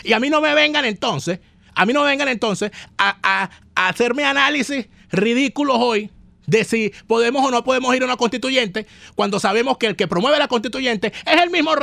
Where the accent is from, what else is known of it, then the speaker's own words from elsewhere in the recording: Venezuela; nosotros nos vamos a negar como venezolanos a superar esta desgracia